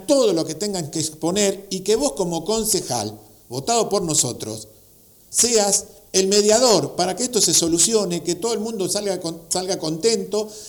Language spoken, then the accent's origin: Spanish; Remedios de Escalada, Buenos Aires Province, Argentina; a nosotros, que somos separatistas acá de Remedio de Escalada